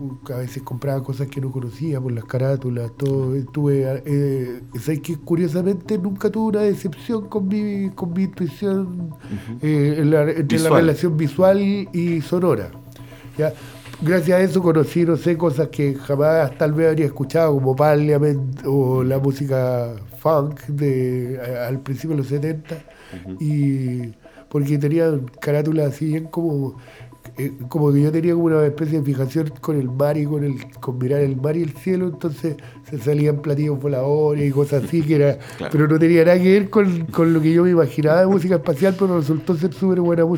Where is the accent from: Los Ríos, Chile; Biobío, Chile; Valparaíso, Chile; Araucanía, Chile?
Biobío, Chile; Concepción; Nací en Conce, nací súper cerca de acá. Soy de una familia de gente que por el lado paterno viene del campo. Mi vida estuvo muy ligada al campo.